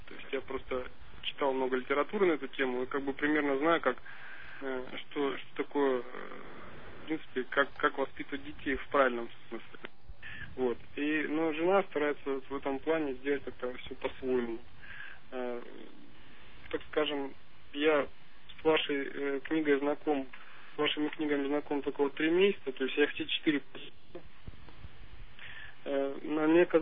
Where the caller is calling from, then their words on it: Omsk, Omsk Oblast, Russia; Я из Омска и хотел поговорить с вами, задать вопрос по семейным отношениям.